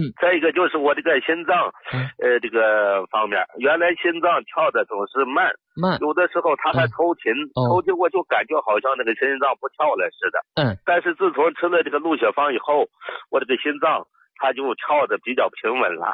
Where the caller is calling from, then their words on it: Xi'an, Shaanxi, China; 我家是西安的。